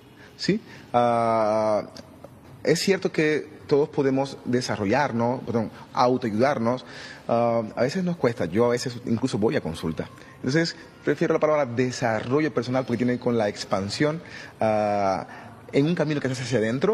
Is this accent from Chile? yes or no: no; Cuba; moved away; Salí de Cuba hace 18 años, creo que fue por marzo, creo que es marzo 22, 18 años.